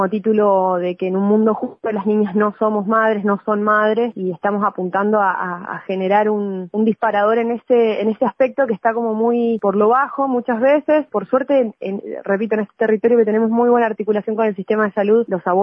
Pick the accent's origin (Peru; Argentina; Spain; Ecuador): Argentina; Neuquén; now in Bariloche, Argentina; yo soy de Neuquén originaria, pero vivo acá en Bariloche hace 9 años.